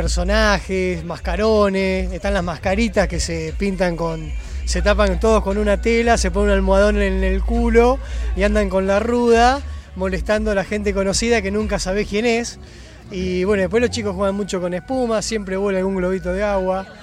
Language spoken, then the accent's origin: Spanish; Los Toldos, Buenos Aires Province, Argentina; Bueno, yo lo tengo muy presente porque en mi pueblo, Los Toldos, el carnaval es la fiesta popular más importante.